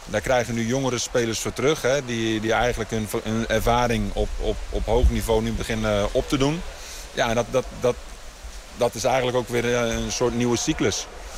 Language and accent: Dutch; Netherlands; Ik denk nog steeds dat wij als Nederlanders